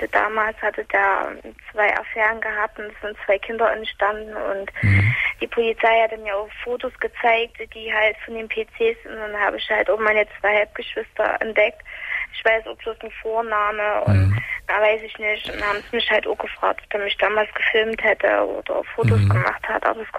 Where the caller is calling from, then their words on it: Chemnitz, Saxony, Germany; also bei uns in Chemnitz